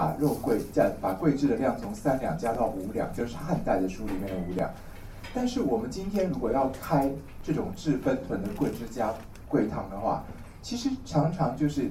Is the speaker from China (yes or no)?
no; Taiwan; 我们台湾人叫做甜芽的东西